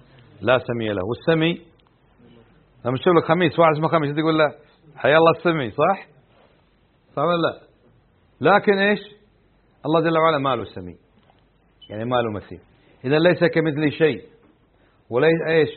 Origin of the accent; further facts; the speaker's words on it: Kuwait; عندنا في الكويت ليس للنفي